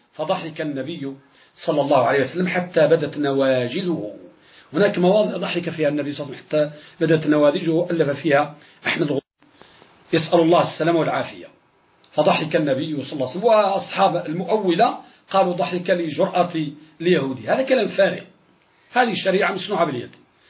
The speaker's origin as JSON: {"language": "Arabic", "country": "Morocco", "said": "كذلك عندنا في المغرب"}